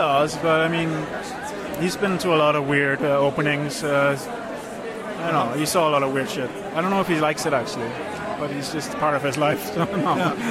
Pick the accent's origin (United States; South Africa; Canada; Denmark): Denmark; now in Netherlands; I'm from Denmark.